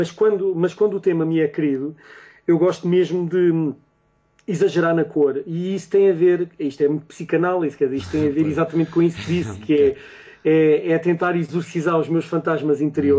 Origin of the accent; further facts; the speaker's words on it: Barreiro, Setúbal, Portugal; born there; Quando fui criança, eu nasci no Barreiro. E o Barreiro, agora não. Agora, uhum, o Barreiro é uma cidade pacata